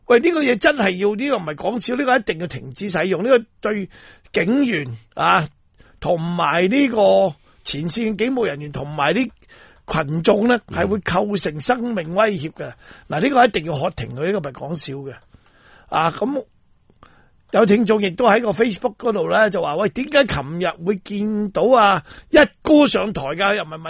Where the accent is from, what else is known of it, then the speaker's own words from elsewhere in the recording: Hong Kong; 香港人，我哋嘅方言系广东话嚟。